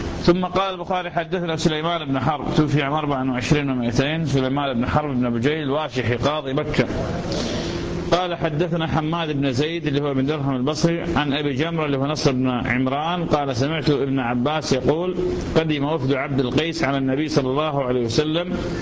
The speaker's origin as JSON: {"language": "Arabic", "country": "Iraq", "said": "سادة شكرين عندنا بالعراق"}